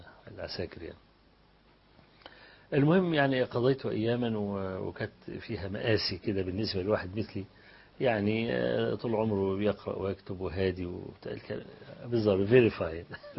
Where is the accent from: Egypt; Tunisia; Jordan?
Egypt; فأنت من مصر؟ قلت له أنا من مصر